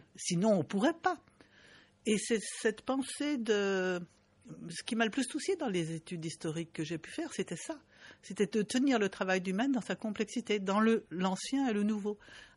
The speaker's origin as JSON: {"language": "French", "country": "Bangladesh", "said": "Par exemple, je viens du Bangladesh. J'étais au Bangladesh au mois de janvier."}